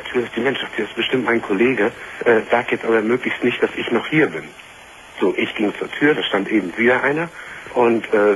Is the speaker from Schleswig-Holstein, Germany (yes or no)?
yes; Lübeck, Schleswig-Holstein, Germany; du kommst doch nicht unbedingt hier aus Norddeutschland, also ich komme aus Lübeck.